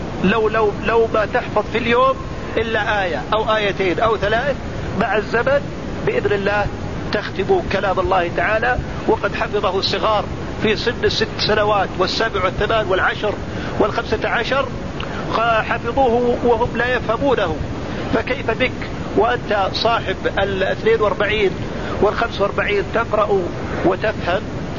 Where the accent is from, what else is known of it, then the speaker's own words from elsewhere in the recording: Saudi Arabia; وعندنا في السعودية هنا بالآلاف المؤلفة